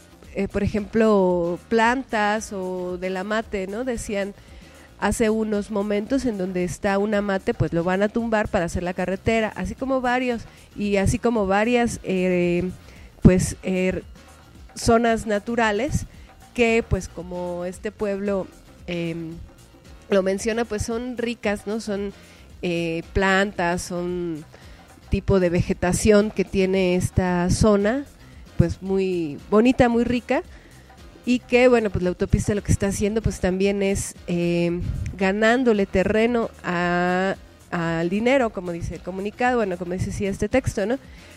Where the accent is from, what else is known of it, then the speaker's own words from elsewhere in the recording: Tepoztlán, Morelos, Mexico; Nosotros vivimos y existimos en este territorio, somos de este territorio, somos de Tepoztlán